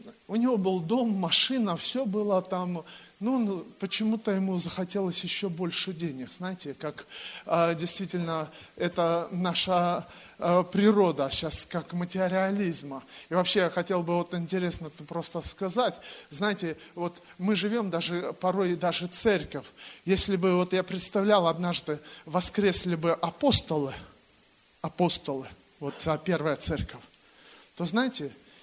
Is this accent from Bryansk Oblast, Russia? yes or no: yes; Bryansk Oblast, Russia; Я сам родом из Брянской области.